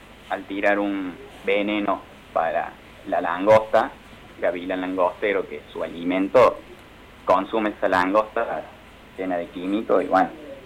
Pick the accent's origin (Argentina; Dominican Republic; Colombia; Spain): Argentina; Ciudad Parque, Córdoba; yo soy de Ciudad Parque